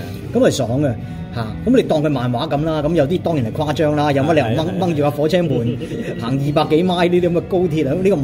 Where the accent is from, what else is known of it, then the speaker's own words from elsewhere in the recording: Hong Kong; 好似我哋香港人講嘅話嚇，